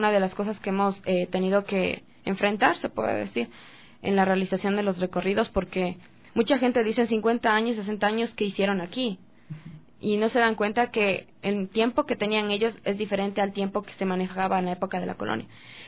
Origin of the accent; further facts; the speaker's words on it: Quito, Pichincha, Ecuador; nosotros como estudiantes, ex estudiantes y también como ciudadanos quiteños nos damos cuenta